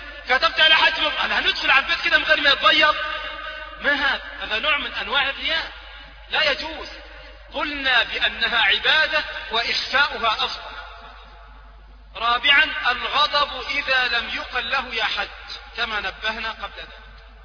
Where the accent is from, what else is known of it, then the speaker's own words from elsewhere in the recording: Egypt; وهذا يذكرني ببعض الناس عندنا في مصر،